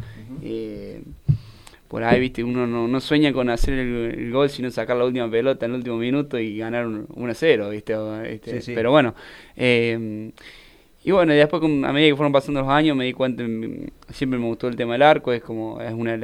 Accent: Arroyito, Córdoba, Argentina; Yo soy de Arroyito.

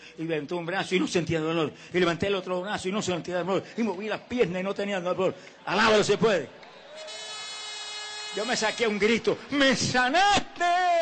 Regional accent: Camuy, Puerto Rico; Ese era un lugar en mi pueblo de Camuy, en Puerto Rico, que la gente ni entraba en esa época.

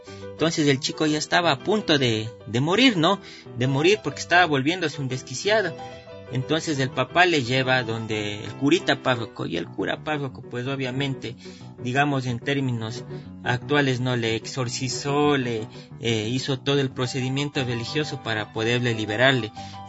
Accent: Cumbayá, Pichincha, Ecuador; si yo soy de Cumbayá y tengo esta oportunidad hoy de prepararme, ¿por qué no puedo aportar a mi parroquia, al lugar donde nací, al lugar donde son mis padres?

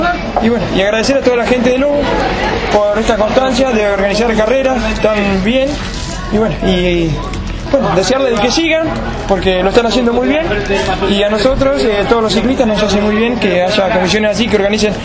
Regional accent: San Miguel del Monte, Buenos Aires Province, Argentina; de San Miguel del Monte.

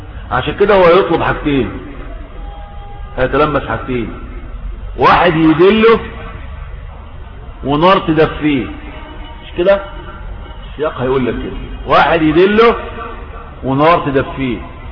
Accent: Sinai, Egypt; طور سيناء اللي هو فيها عندنا في سيناء جبل الطور عندنا

